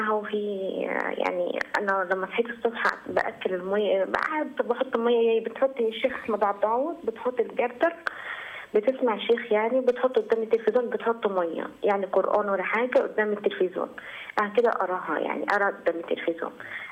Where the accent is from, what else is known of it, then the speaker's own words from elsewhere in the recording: Minya, Minya Governorate, Egypt; من المنيا.